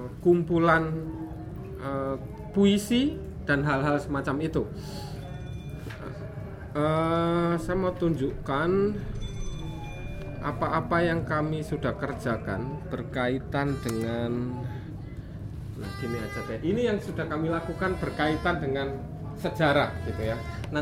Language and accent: Indonesian; Yogyakarta, Special Region of Yogyakarta, Indonesia; saya dari Yogyakarta.